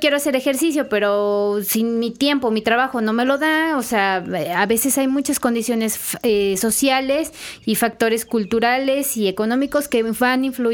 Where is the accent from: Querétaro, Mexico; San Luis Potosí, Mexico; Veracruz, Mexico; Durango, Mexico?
Veracruz, Mexico; Como latinos, como veracruzanos, sí, ahí está nuestra huellita de que, pues, tenemos